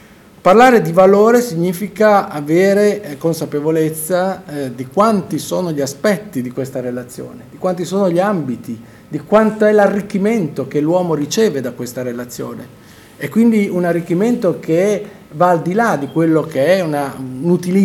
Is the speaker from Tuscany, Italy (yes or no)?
no; Bologna, Emilia-Romagna, Italy; born there; tutta la mia famiglia viene da Amola, San Giovanni in Persiceto, quindi anche se io sono nato a Bologna, però mio padre è nato qua